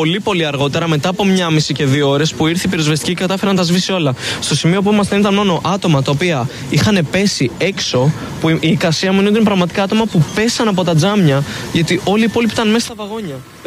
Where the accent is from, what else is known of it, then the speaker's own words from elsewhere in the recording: Athens, Attica, Greece; Όχι, κάνω τακτικά διαδρομή Αθήνα-Θεσσαλονίκη, σπουδάζω στη Θεσσαλονίκη και είμαι Αθηναίος.